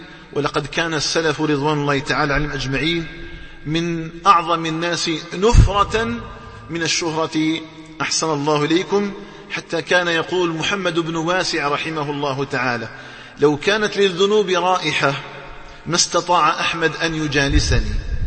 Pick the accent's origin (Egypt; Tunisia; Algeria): Algeria; اللهم اجعل بلدنا الجزائر آمنا مطمئنا